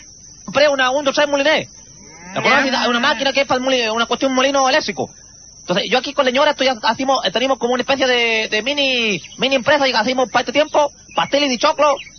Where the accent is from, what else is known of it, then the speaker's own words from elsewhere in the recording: Pailimo, O'Higgins, Chile; Yo soy de Pailimo.